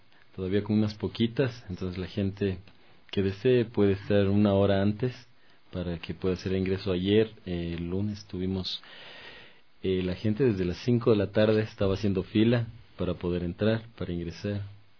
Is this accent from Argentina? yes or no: no; Ecuador; nosotros nos identificamos como ecuatorianos